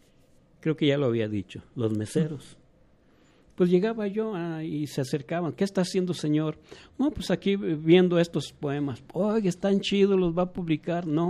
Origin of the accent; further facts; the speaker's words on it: Mexico; Como mexicanos estamos muy diversos, ¿sí?